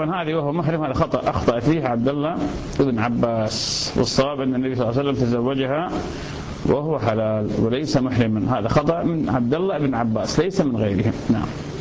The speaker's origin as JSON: {"language": "Arabic", "town": "Ramadi", "region": "Al Anbar", "country": "Iraq", "said": "هذا أحد العلماء عندنا في الرمادي"}